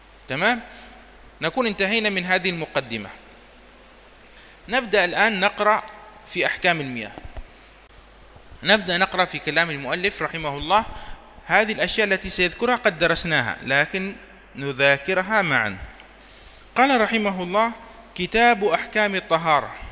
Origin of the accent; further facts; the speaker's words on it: Yemen; وهو مقرر عندنا في اليمن للطلاب في بداية دراسة الفقه